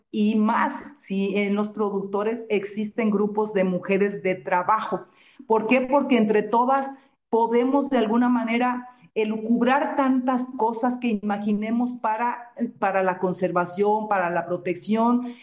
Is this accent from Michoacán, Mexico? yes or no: no; Jalisco, Mexico; moved away as an adult; Yo, como mujer, tengo 37 años en este ámbito en Chiapas. Es un estado ajeno al mío. Yo soy del estado de Jalisco. Me adoptaron en Chiapas hace 37 años.